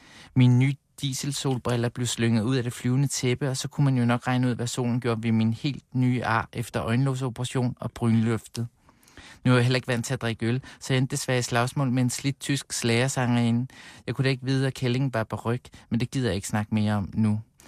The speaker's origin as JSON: {"language": "Danish", "town": "Amager", "region": "Capital Region of Denmark", "country": "Denmark", "tie": "born or raised there", "said": "Jeg tror, det er sådan, at vi er også fra Amager. Jeg tror, det er sådan noget med varm mad på Amager."}